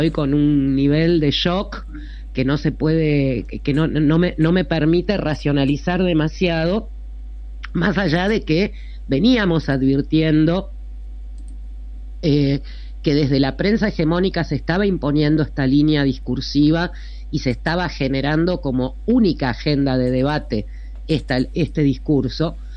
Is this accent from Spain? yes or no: no; Argentina; Alguien que no sabía nada de cómo somos los argentinos